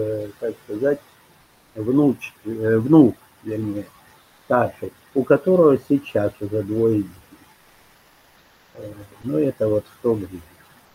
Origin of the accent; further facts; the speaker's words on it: Siberia, Russia; moved away; also born or lived in Kyiv; даже живя в Киеве, а мы там жили 4 года, мы из Киева ехали в отпуск в Сибирь, к своим родителям, в свои родные места.